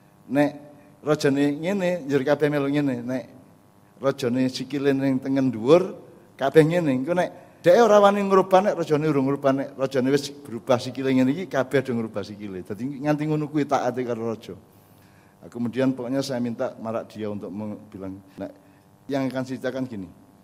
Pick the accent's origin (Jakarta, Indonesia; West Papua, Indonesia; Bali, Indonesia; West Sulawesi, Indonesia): West Sulawesi, Indonesia; Tinambung; Pusatnya di Tinambung lah. Saya adalah orang Tinambung itu.